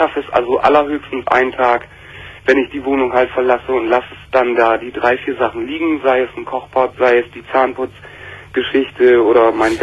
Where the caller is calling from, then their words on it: Bremen, Germany; Hier in Oldenburg, ich komme aus Bremen.